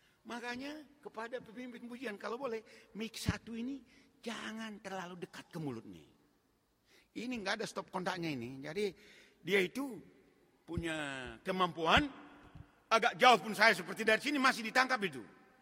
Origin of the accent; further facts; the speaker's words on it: Java, Indonesia; seperti kata orang kita Jawa, pakaian sasono